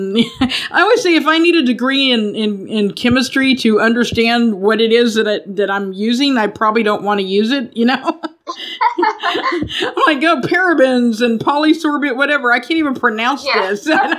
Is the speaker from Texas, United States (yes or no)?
yes; Texas, United States; I grew up in Texas. There are a lot of oil refineries there.